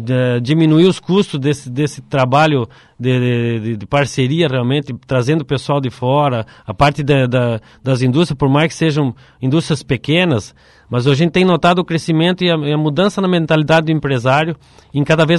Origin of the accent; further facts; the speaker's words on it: Cascavel, Paraná, Brazil; Como eu vim de Cascavel, a formação nossa não tinha conhecimento desse tipo de negócio.